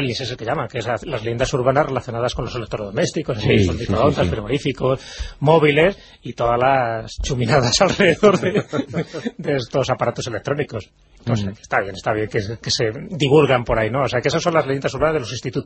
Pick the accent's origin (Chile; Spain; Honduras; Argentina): Spain; Valderas, Castile and León; incluso el de mi pueblo, de Valderas, siempre hay la clásica historia del túnel